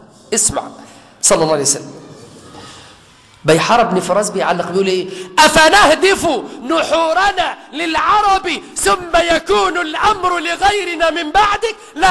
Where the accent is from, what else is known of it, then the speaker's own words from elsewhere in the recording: Egypt; وأي خناقة عندنا في مصر دلوقتي ما يسقطش فيها قتلة